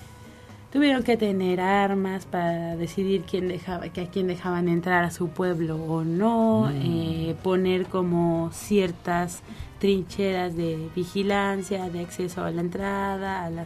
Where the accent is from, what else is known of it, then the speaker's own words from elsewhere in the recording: Mexico; como pueblo mexicano, como pueblo latinoamericano, también podemos aprender